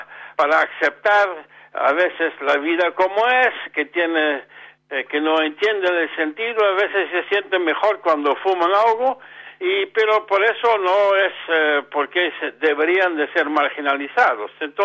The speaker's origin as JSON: {"language": "Spanish", "region": "Utrecht", "country": "Netherlands", "second_language": "Spanish", "said": "estoy aquí de visita, pero yo soy holandés y normalmente radico allá en la ciudad de Utrecht, en Holanda."}